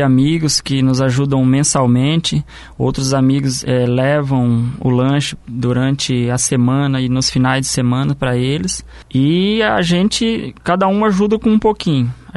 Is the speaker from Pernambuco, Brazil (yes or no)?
no; Paraná, Brazil; Eu sou do Porto Belo.